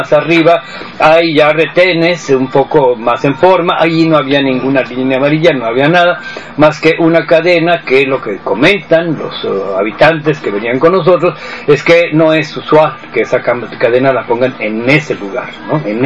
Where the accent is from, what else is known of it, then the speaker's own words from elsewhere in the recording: Mexico; yo soy de México.